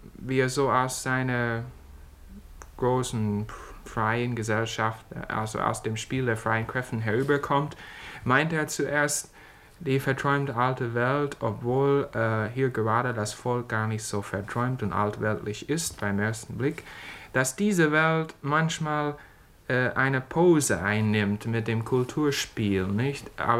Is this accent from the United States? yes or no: yes; United States; Man bewundert das gewiss, als Amerikaner gesehen, man muss das immer wieder bewundern.